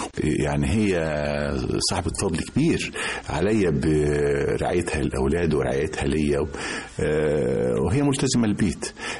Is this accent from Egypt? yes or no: yes; Mansoura, Dakahlia, Egypt; من وأنا طفل يعني كنت في المنصورة في الدقهلية